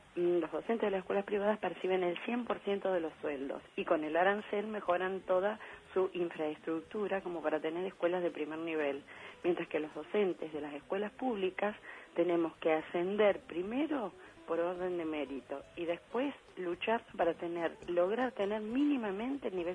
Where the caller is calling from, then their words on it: Pergamino, Buenos Aires Province, Argentina; soy una docente de Pergamino, provincia de Buenos Aires